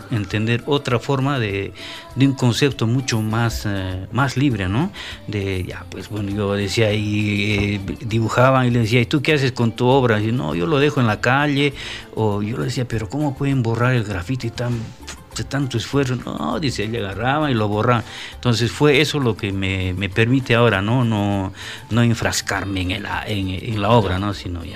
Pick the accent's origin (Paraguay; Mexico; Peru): Peru; Juliaca, Puno; Y ahora es todo un boom musical, ¿no? En mi tierra, Juliaca. Entonces yo parto de esa tradición, ¿no?